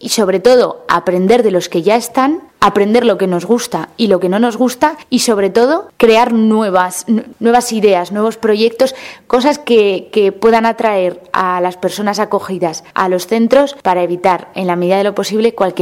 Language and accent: Spanish; Aragon, Spain; Yo tengo la suerte de que mi pueblo está relativamente cerca de Zaragoza